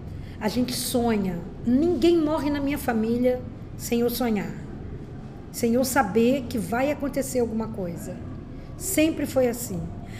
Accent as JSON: {"language": "Portuguese", "region": "Rio de Janeiro", "country": "Brazil", "tie": "born or raised there", "said": "Então, eu sou portelense, porque todas nós fomos criadas ali na Portela."}